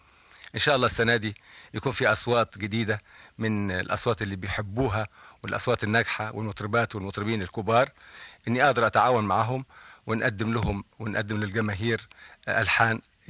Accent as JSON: {"language": "Arabic", "country": "Egypt", "said": "أنا لا يمكن أتخلى عن بلدي مصر ولا يمكن أي بلد في الدنيا أحبها زي ما بحب مصر، لكن أنا رجل عربي وأحب العروبة"}